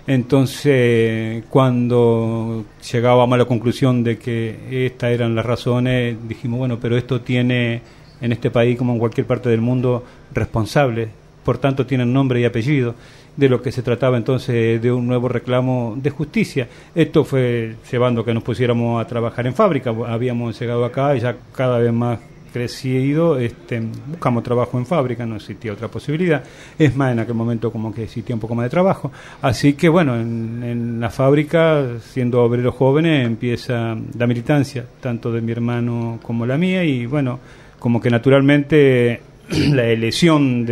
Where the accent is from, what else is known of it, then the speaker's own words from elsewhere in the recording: Entre Ríos, Argentina; moved away; yo junto a mi hermano venimos de Entre Ríos. Allí nos habían mandado los viejos